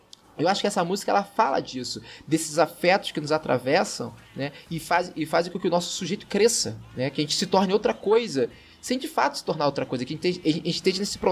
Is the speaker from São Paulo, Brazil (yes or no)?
no; Rio de Janeiro, Brazil; eu como carioca, as pessoas sempre estranham o fato de eu gostar dessa banda.